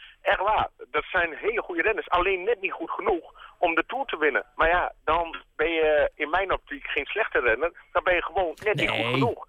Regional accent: Netherlands; Ja, dat denk ik, dat hebben we als Nederlanders fantastisch goed gedaan.

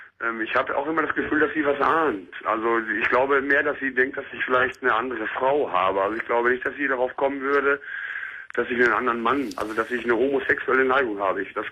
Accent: North Rhine-Westphalia, Germany; ich komme halt aus dem Ruhrgebiet.

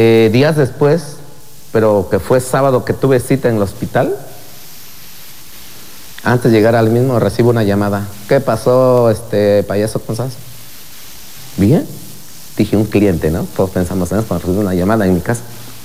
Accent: Oaxaca, Mexico; ¿De qué zona eres? De la Mixteca, lo cual no miento.

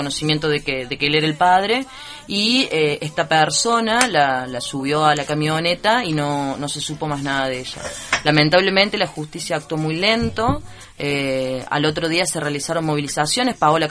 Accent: Cruz del Eje, Córdoba, Argentina; Y ahora yo soy de Cruz del Eje y voy siguiendo muy el día los hechos de allá

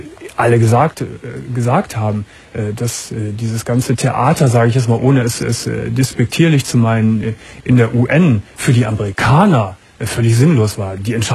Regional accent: Germany; verdammt stolz bin, Europäer zu sein, zum alten Europa zu gehören und auch verdammt stolz bin, ein Deutscher zu sein

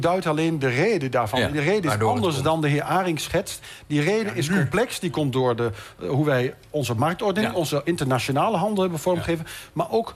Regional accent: Netherlands; Wij verdienen als Nederlanders met handel ons geld.

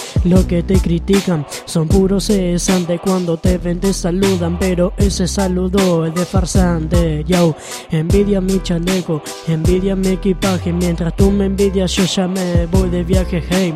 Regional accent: Santa Fe, Argentina; Que yo soy de Santa Fe, por eso.

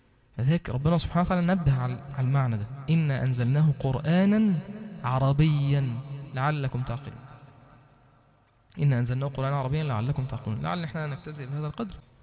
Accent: Egypt; first language Arabic; انا اكون راجل مسلم مصري بتكلم عربي لغتي الام

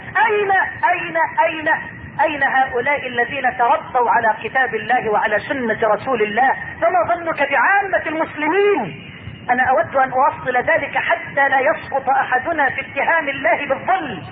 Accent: Egypt

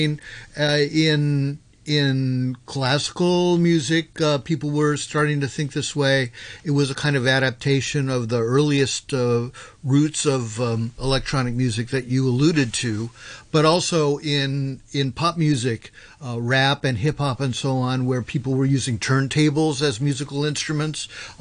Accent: California, United States; now in Tokyo, Japan; I'm based in Tokyo, yeah. I'm originally from California, but I moved to Japan in 2001, and I've been there ever since.

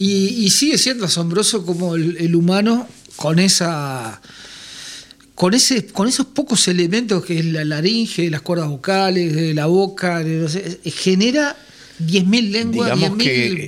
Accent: Uruguay; La otra vez, cuando nosotros, como uruguayos, decís, nosotros, claro, esa Y que decimos el yo.

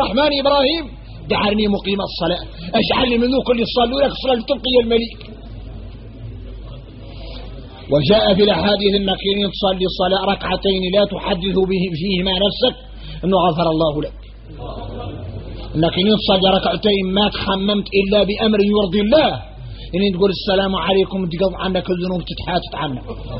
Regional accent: Mauritania; احنا موريتاني

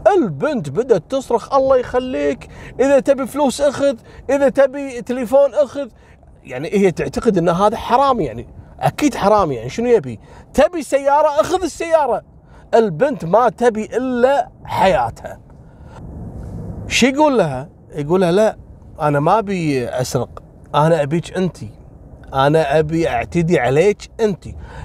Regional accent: Kuwait; قبل اسبوعين في جمعيه عندنا في الكويت اسمها جمعيه مشرف

